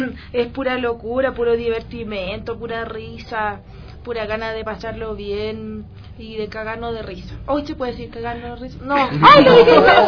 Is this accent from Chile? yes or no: yes; Valparaíso, Chile; nosotros... somos de Valparaíso y en Valparaíso hay gente muy loca, muy extraña